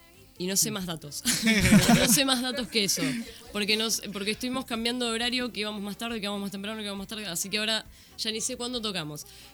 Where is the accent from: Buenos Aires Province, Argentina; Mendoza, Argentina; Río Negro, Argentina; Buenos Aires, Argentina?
Río Negro, Argentina; Viedma; Yo soy de Viedma, de Río Negro.